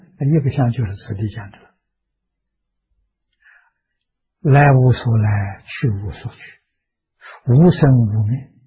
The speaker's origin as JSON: {"language": "Chinese", "country": "China", "said": "我们中国人讲万万为亿，万亿为兆啊"}